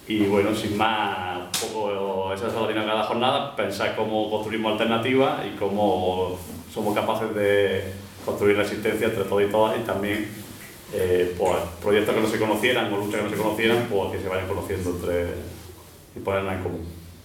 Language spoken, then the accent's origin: Spanish; Granada, Andalusia, Spain; para los que soy de Granada